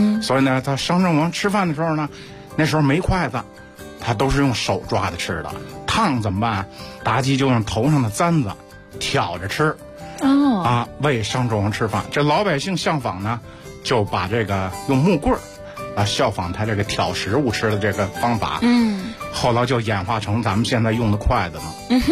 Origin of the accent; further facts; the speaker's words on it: Taigu, Shanxi, China; born there; 就我出生的地方